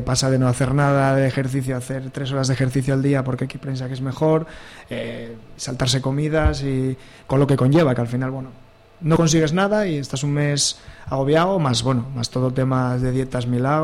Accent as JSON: {"language": "Spanish", "town": "Oviedo", "region": "Asturias", "country": "Spain", "tie": "born there", "lives_now": "Gijón, Spain", "said": "aquí en Gijón, que es una zona llana, porque bueno, yo que nací en Oviedo, salir andando en bici en Oviedo es encantador"}